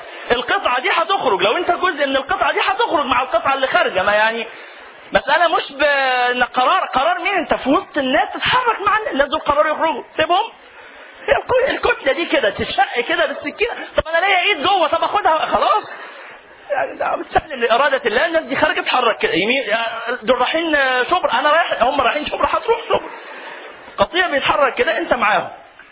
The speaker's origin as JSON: {"language": "Arabic", "country": "Egypt", "said": "والله ودي من المبشرات لنا كمصريين"}